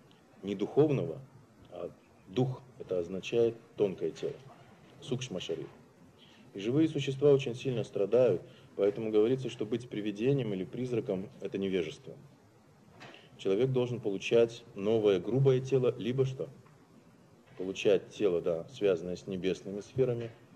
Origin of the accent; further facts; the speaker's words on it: Siberia, Russia; хотя я сам сибиряк